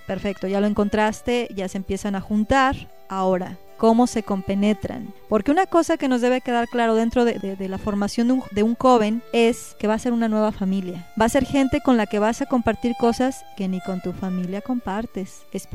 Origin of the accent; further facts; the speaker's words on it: Mexico; Como mexicano siempre te lo estás cuestionando.